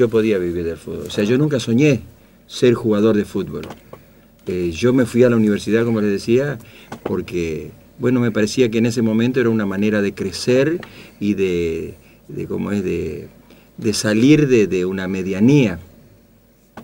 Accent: Goya, Corrientes, Argentina; also born or lived in Formosa; estábamos en el campo prácticamente, y vinimos a Goya, siendo muy chiquito. Yo no me acuerdo de mis vivencias en Goya. Entonces, Goya es Corrientes, es una ciudad de la provincia de Corrientes. Y bueno, mi infancia y mi adolescencia la pasé ahí

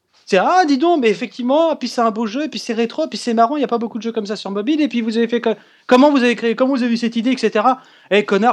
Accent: France; Je suis français.

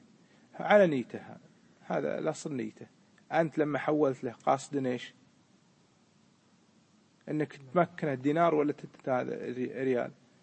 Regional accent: Kuwait; مثل ما حصل عندنا في الكويت قبل الغزو

